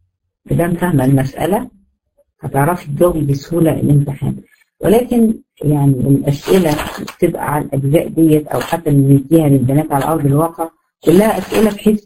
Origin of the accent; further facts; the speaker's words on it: Egypt; وده يمكن المشهور عندنا في مصر